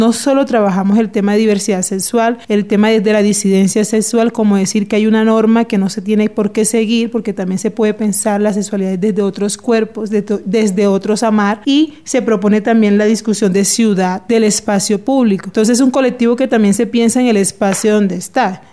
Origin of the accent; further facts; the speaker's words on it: Cartagena, Bolívar, Colombia; Soy de Cartagena